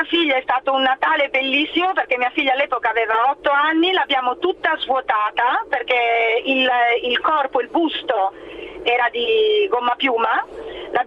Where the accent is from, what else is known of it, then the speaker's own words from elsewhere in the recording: Sardinia, Italy; born there; now in Milan, Italy; io sono nata in Sardegna ma vivo a Milano.